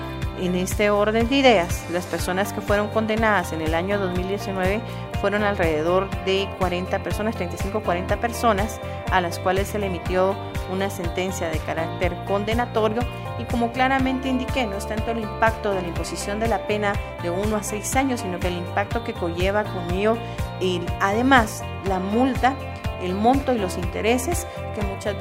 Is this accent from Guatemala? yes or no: yes; Guatemala; de nuestro bienestar como ciudadanos guatemaltecos